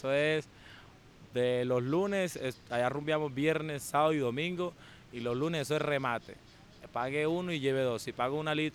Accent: Apartadó, Antioquia, Colombia; Yo soy de apartado de Urabá.

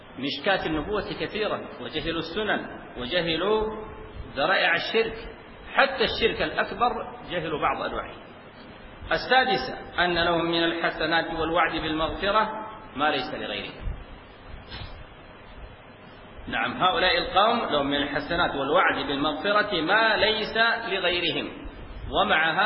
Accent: Sudan; في بعض المناطق عندنا في السودان

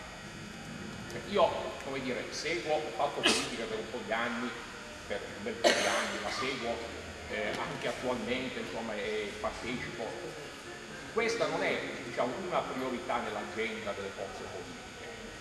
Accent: Calabria, Italy; Calabrese del nord della Calabria

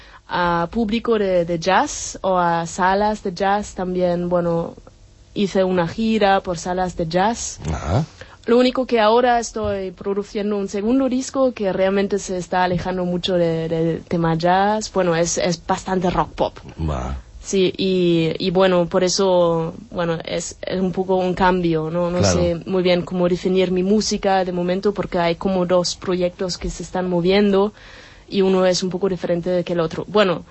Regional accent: Berlin, Germany; Spanish is a second language; moved away as an adult; now in Barcelona, Spain; Sí, de Berlín, soy alemana. I, bueno, vine por un Erasmus en el 2004, y bueno, y más o menos se puede decir que me quedé

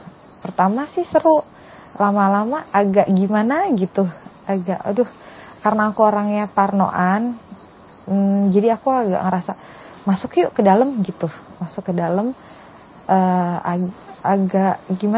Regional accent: Java, Indonesia; Karena aku memang dasarnya orang Jawa, jadi aku tuh kayak seneng kalau balik, wah itu nuansa kampung aku banget ya gitu.

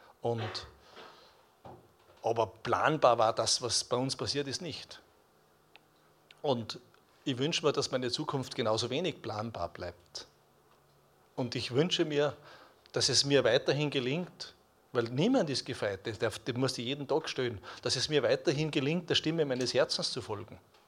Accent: Switzerland; Ich habe es gesagt, ich komme aus der Schweiz.

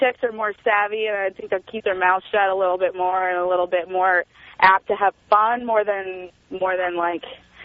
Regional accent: New York, United States; now in Los Angeles, United States; I'm from New York, and I came out here

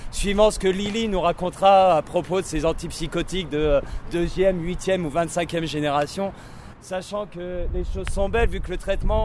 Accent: Reims, Grand Est, France; Ah ouais, moi je suis natif de Reims.

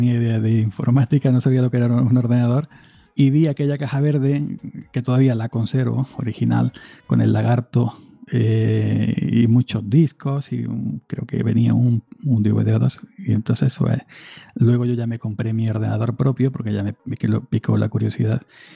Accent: Andalusia, Spain; soportando como buen andaluz estas altas, tórridas temperaturas

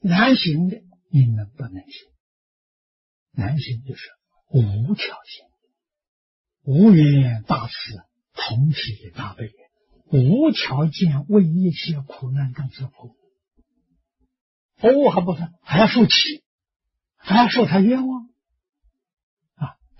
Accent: China; 我们中国人讲的起心动念言语造作，没有一样不是合情合法啊

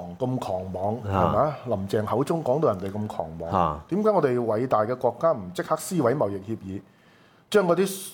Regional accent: China; 我覺得身為中國人，我覺得一定要支持共產黨去撕毀呢個貿易協定。

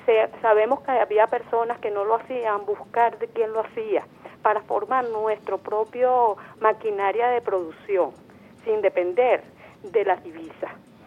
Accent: Venezuela; cómo vamos a evolucionar nosotros como venezolanos.

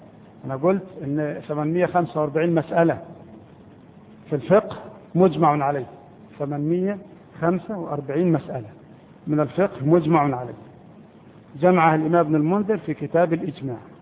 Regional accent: Egypt; لكن احنا كمصريين لا نأكله

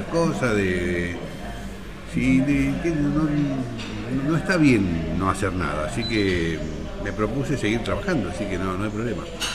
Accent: Berisso, Buenos Aires Province, Argentina; Sí, nací en Berisso.

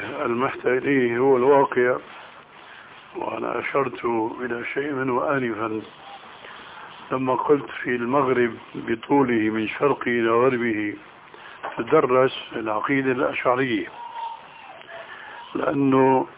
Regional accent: Syria; كما يقولون عندنا في سوريا يا أرض اشتدي ما حدا عليك أدي

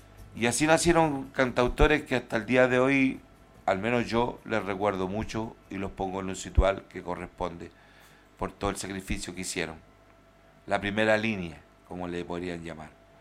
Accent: Chile; Y no olvidarnos, porque somos chilenos, antes que nada somos chilenos.

